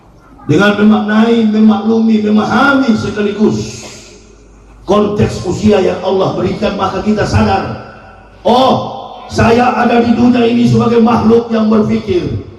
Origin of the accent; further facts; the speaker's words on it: Manado, North Sulawesi, Indonesia; Rocky Gerung, satu kampung sama saya dari Manado itu.